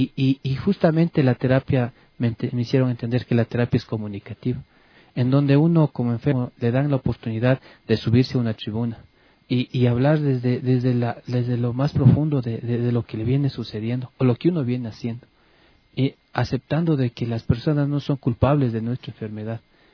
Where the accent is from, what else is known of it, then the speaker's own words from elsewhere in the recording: Ecuador; Yo no soy de aquí de Quito, soy de provincia, y vine acá a estudiar aquí en Quito